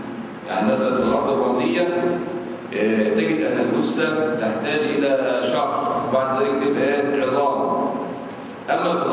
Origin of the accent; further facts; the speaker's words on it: Egypt; أما نحن في بلادنا مصر فعندنا حجر وليس عندنا مقابر